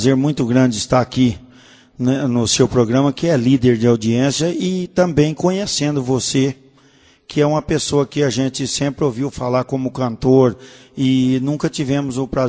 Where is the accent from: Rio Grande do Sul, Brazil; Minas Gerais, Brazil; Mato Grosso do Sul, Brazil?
Mato Grosso do Sul, Brazil; Aparecida do Taboado; now in São Paulo, Brazil; Eu sou de Aparecida do Taboado, moro em São Paulo já há 37 anos.